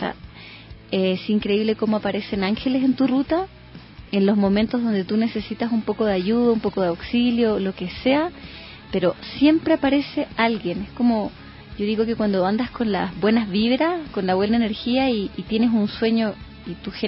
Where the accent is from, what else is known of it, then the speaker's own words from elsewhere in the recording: Chile; soy chilena, tengo 33 años